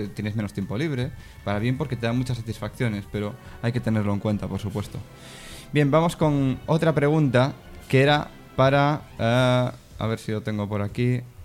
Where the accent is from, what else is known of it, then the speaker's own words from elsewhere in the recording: Galicia, Spain; Y los gallegos somos desconfiados, ¿no?